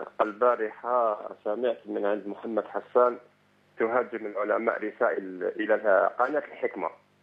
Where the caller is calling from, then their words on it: Algiers, Algiers Province, Algeria; من الجزائر العاصمه